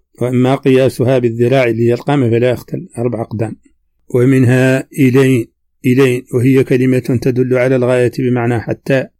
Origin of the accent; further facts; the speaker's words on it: Mauritania; accent: Hassaniya; هذه ترجمة كلمات من لهجتنا الحسانية وردت في هذا الشريط